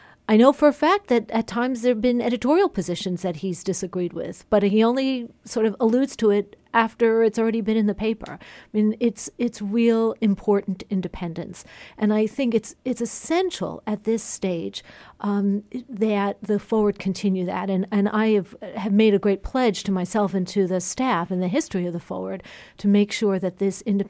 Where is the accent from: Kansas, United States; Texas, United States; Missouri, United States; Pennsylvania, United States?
Pennsylvania, United States; Philadelphia; I come from Philadelphia